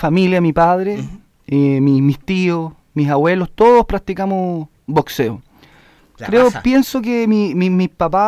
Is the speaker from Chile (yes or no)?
yes; San Miguel, Santiago Metropolitan Region, Chile; Yo soy del Barros Luco de San Miguel.